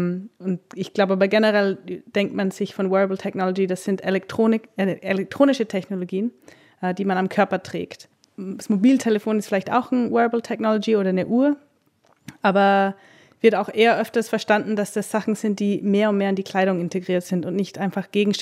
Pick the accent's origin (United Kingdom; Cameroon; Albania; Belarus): United Kingdom; England; also born or lived in Austria; now in Berlin, Germany; Genau, ich bin in England aufgewachsen und dann nach Österreich und jetzt seit 2 Jahren in Berlin.